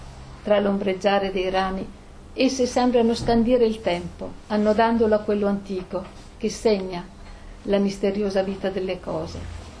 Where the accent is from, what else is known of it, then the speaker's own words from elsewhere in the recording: Trento, Trentino-Alto Adige, Italy; also born or lived in Romagna / Trieste; sono di genitori veneti, sono nata in Romagna, poi vabbè, insomma, siamo con la famiglia andati a Trento, poi io i primi anni di matrimonio li ho passati a Trieste, mio marito è di madre slovena e di padre siciliano, quindi a Trento io vivo benissimo, mi trovo bene, però non mi sento trentina.